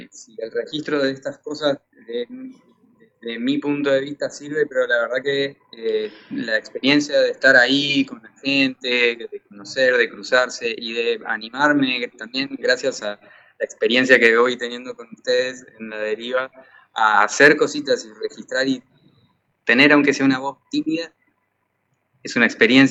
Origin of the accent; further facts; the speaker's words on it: Ushuaia, Tierra del Fuego, Argentina; born there; also born or lived in Rosario / La Plata; now in Mendoza, Argentina; yo nací en Ushuaia, pero también tuve la suerte de vivir en Rosario y en La Plata, y ahora estoy viviendo acá en Mendoza